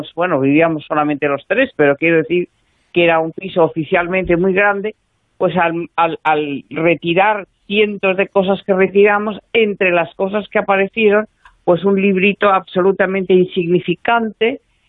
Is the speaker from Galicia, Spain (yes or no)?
yes; Galicia, Spain; porque nosotros somos gallegos y ella estaba en Galicia